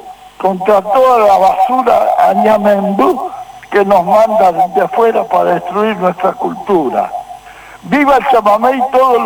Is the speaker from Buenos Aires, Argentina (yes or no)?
yes; Buenos Aires, Argentina; Soy un porteño nacido en el barrio de Flores